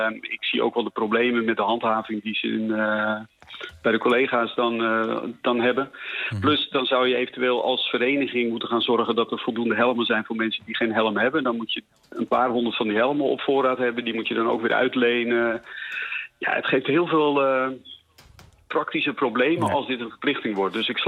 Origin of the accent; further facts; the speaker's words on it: Netherlands; Zo van ja, dat doen wij niet als Hollanders.